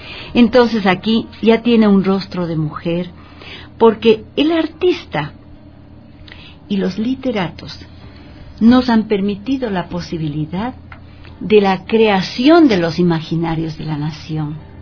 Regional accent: Quito, Pichincha, Ecuador; Si nosotros sacamos números representativos de los habitantes que somos de Quito

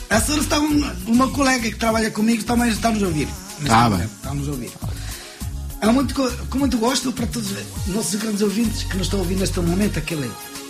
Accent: Limões, Portugal; now in France; Sou de Limões

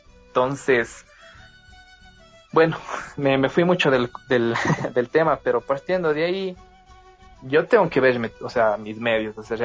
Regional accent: Cuenca, Azuay, Ecuador; accent: cantadito; Perdona mi acento, yo como soy cuencano, entonces hablo medio cantadito.

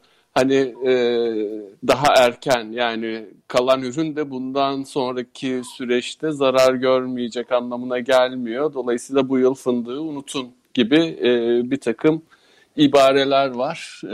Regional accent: Sivas, Turkey; Ben Sivaslıyım. Orada da böyle teniniz yanar ayazdan.

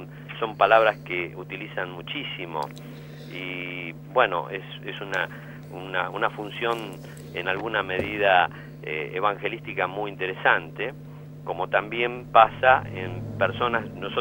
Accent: Argentina; nosotros como argentinos a veces tenemos una actitud un tanto discriminatoria, me parece.

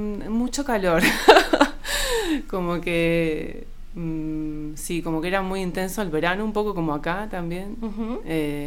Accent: Buenos Aires, Argentina; moved away as an adult; nací en Buenos Aires, en Capital Federal, un 8 de febrero. Y bueno, vivía en Buenos Aires hasta los 30 y pico, siempre muy con el deseo de vivir en la naturaleza, queriendo irme de la ciudad

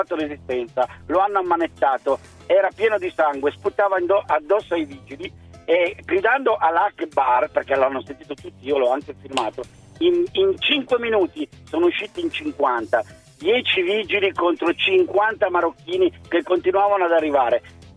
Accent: Turin, Piedmont, Italy; Qui in Torino, io sono di Torino, la città è un disastro

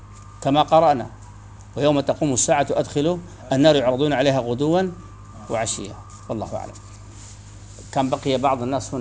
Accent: Sudan; عندنا في السودان يعني استعمال نحن نسميه التنباك

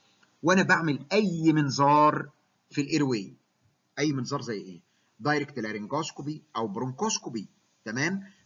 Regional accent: Egypt; وممكن كمان عندنا في مصر الفلاحين مكن الري

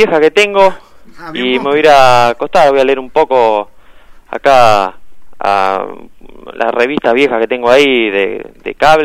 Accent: Neuquén, Argentina; Sí, porque yo de chico vi en Neuquén.

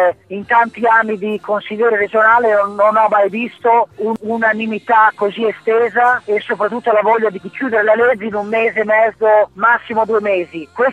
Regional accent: Emilia-Romagna, Italy; dobbiamo essere orgogliosi non solo come emiliano romagnoli ma come italiani

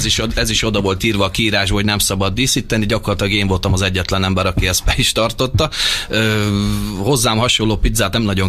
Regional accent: Hungary; Most is ugye magyarként, hogy a hotelba kellett egy vízforralóba főznöm gyakorlatilag a spárgát

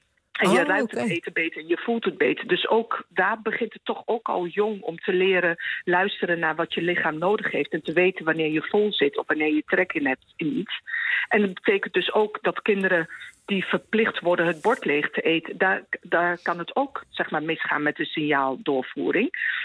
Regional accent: Winterswijk, Gelderland, Netherlands; born there; Ik ben Marokkaanse geboren in Winterswijk.

